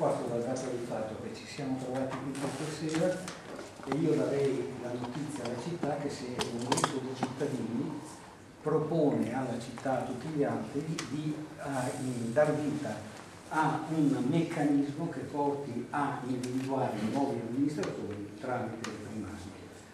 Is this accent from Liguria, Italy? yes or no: no; Emilia-Romagna, Italy; now in Como, Italy; Io vengo dall'Emilia, va bene, e conosco tante città dell'Emilia